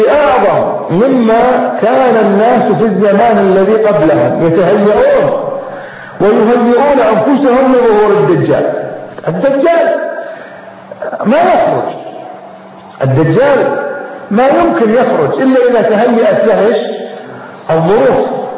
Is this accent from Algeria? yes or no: no; Kuwait; احنا عندنا في الكويت